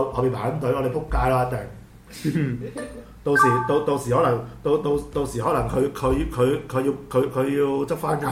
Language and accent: Cantonese; Hong Kong; 或者我哋廣東，或者我哋係香港人嚟㗎嘛？